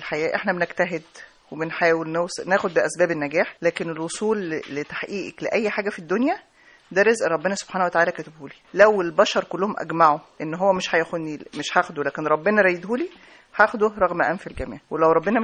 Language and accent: Arabic; Egypt; اللي هي يعني توازي منطقة المعابد عندنا في الأقصر وأسوان